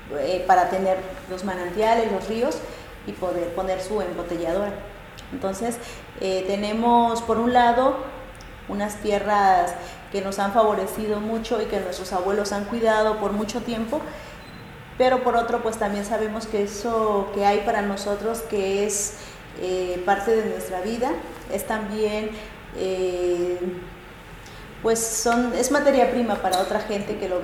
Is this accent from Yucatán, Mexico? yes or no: no; Chapultenango, Chiapas, Mexico; nosotras venimos de Chiapas, yo soy de Chapultenango, Chiapas, soy de la cultura Zoque. Los Zoques estamos ubicados al norte del estado de Chiapas. Somos una población de alrededor de 70.000 hablantes.